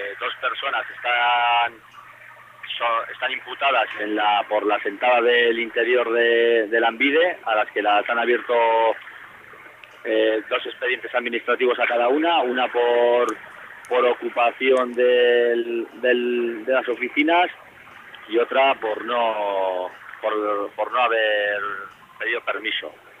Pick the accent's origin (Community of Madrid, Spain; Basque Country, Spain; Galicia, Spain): Basque Country, Spain; Sestao; yo soy de un pueblo de Ezkerraldea, de Sestao. Y eso, y vivo en el centro del pueblo, prácticamente.